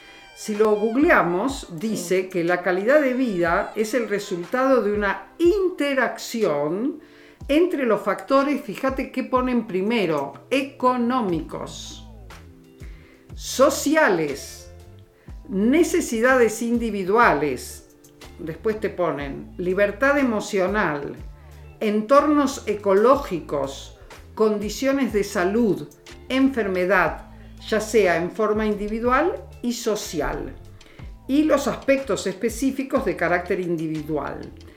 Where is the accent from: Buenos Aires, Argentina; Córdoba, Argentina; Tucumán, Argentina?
Buenos Aires, Argentina; born there; Yo, como nací en Buenos Aires y soy muy desapegada, he viajado por el mundo.